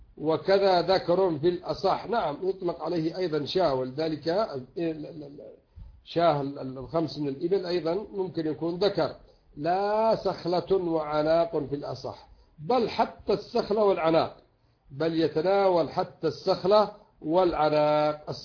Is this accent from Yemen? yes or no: yes; Yemen; وعندنا في اليمن مثلا على الحمار فقط